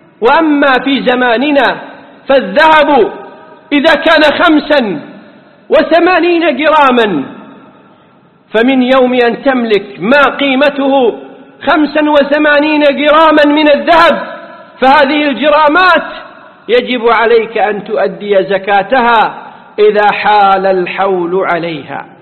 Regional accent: Kuwait; والذي يفتى به اليوم في بلدنا الكويت

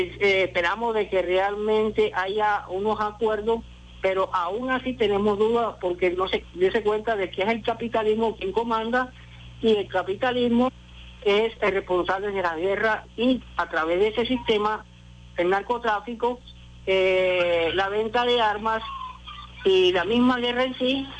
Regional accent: Venezuela; igual que como cualquier venezolano tenemos

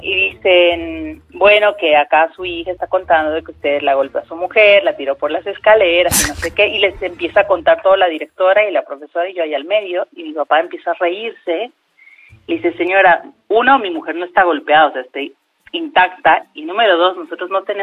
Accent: Cochabamba, Bolivia; De Cochabamba.

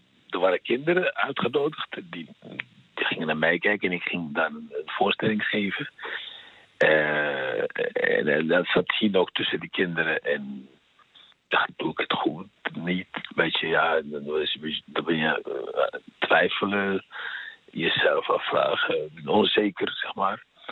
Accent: Algeria; first language French; Dutch is a second language; now in Netherlands; En ik spreek ook Frans. Ik ben Algerijn van oorsprong, dus ik sprak Frans. Dat was mijn moedertaal ook.

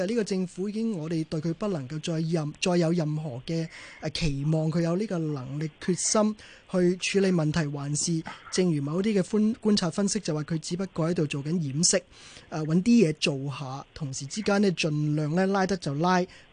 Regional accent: Hong Kong; 俾我哋香港人見到

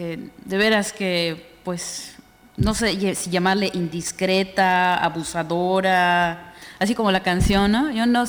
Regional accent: Mexico; Sí, la comparto como mexicana

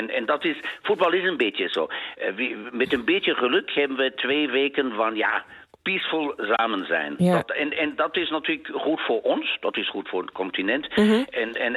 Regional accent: Germany; Dutch is a second language; En voetbal is natuurlijk een van de momenten waar wij als Duitsers, maar ook onze buren, Nederlanders, alle buren komen.

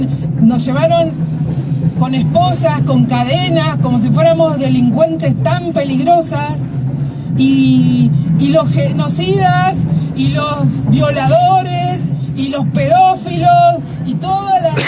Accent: Trelew, Chubut, Argentina; Mapuche, Tehuel, Cheñen, Treleu, vengo de Treleu

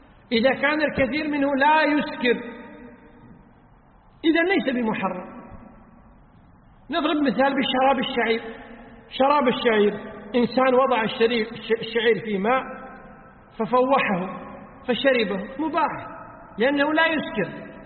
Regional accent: Kuwait; وقد صدر فتوى بهذا الشأن من وزارة الأوقاف عندنا في الكويت

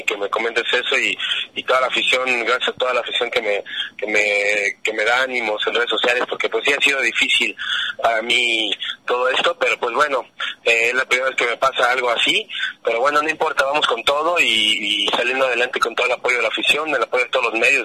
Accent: Mexico City, Mexico; born there; Guadalajara, Jalisco, la tierra tapatía, la tierra de toda mi familia, de mi madre, de mi abuelita, de todos. Yo sería tapatía, pero nací en el DF.

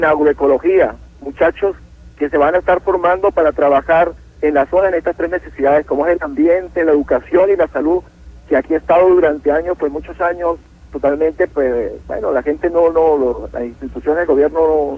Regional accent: Palmira, Táchira, Venezuela; Yo soy de Palmira, estado Táchira.

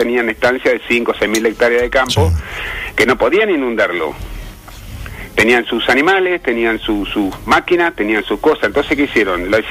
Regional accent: Epecuén, Buenos Aires Province, Argentina; born there; Yo te digo porque yo nací en el Pecuén. Yo tenía 18 años y medio cuando se inundó Pecuén.

